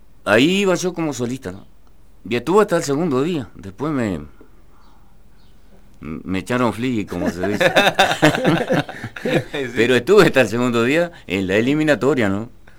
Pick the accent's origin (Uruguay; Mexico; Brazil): Uruguay; Tejera; now in Durazno, Uruguay; Entonces soy oriundo de Tejera.